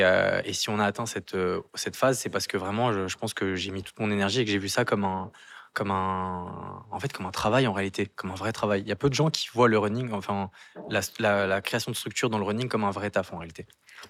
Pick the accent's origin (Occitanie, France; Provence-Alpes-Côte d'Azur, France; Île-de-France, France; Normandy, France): Île-de-France, France; Versailles; born there; Je suis né à Versailles en réalité.